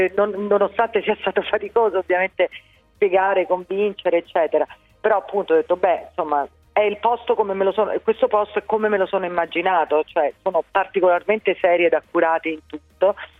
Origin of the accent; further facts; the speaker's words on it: Rome, Lazio, Italy; ovviamente da romana e da mamma